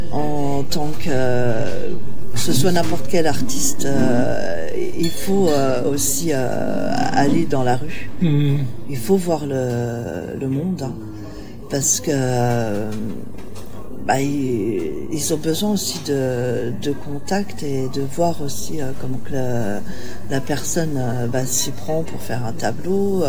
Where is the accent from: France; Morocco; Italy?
Italy; J'ai des côtés méditerranéens, hein, je suis italienne.